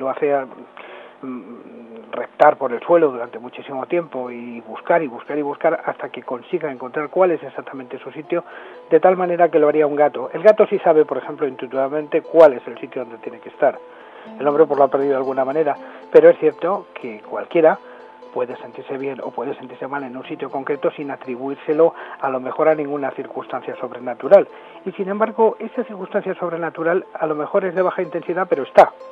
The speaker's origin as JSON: {"language": "Spanish", "town": "El Escorial", "region": "Community of Madrid", "country": "Spain", "said": "soy del Escorial y por lo tanto he vivido la experiencia del monasterio del Escorial durante muchísimos años"}